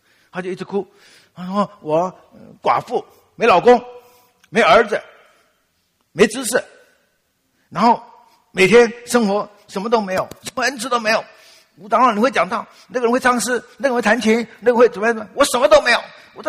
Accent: Taiwan; accent: Taiwanese Mandarin; 因为我们台湾人哈，你知道我们有些台湾人哈，台湾国语。

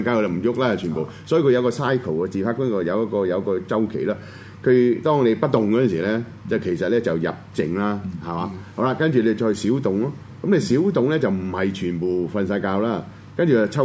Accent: China; 咁你呢邊咧中間咧，我哋中國人就叫咩？

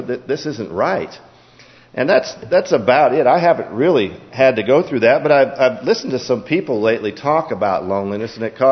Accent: Seattle, Washington, United States; I was born and raised in Seattle and came up here to go to school.

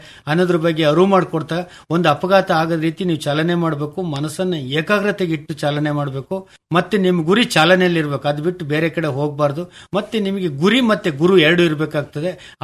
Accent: Ulval, Karnataka, India; ನಾವು ಮೂಲತಃ ಅರ್ಕಲಗೋಡು ತಾಲೂಕು ಉಲ್ವಾಲ್ ಗ್ರಾಮದಲ್ಲಿ ನಾವು ಮುಳುಗಡೆ ನಿವಾಸಿಗಳು.

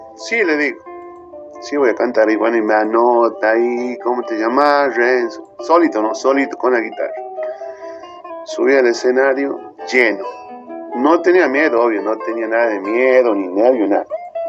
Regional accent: San Pablo, Tucumán, Argentina; los autores son de mi pueblo, de San Pablo

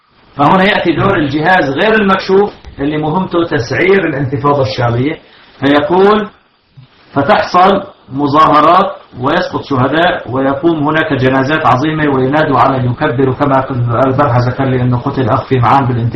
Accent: Syria; هذا حصل عندنا في سوريا

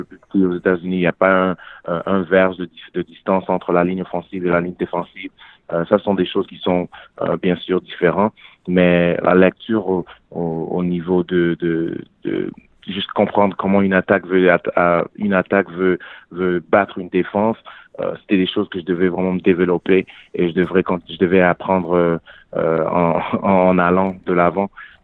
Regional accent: Canada; J'ai grandi au Canada, j'ai joué au Canada.

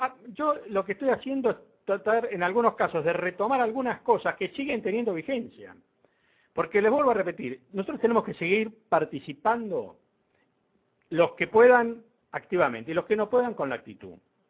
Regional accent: Argentina; Todos somos argentinos.

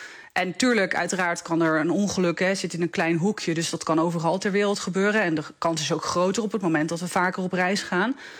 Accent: Netherlands; En je ziet natuurlijk ook dat wij als Nederlanders zijn rijk westers land.

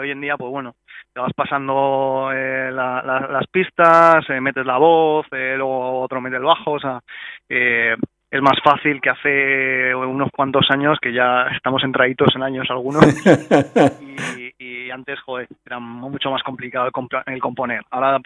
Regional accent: Madrid, Community of Madrid, Spain; Y bueno, nosotros somos también de Hortaleza

